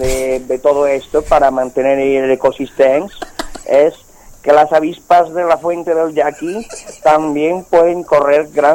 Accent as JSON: {"language": "Spanish", "town": "L'Hospitalet de Llobregat", "region": "Catalonia", "country": "Spain", "said": "Yo soy de Hospitalet de Llobregat"}